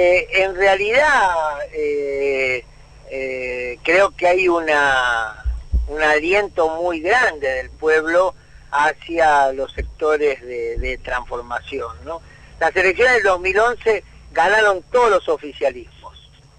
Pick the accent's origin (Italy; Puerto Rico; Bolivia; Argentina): Argentina; Buenos Aires Province; soy del Gran Buenos Aires, además hincha Lanús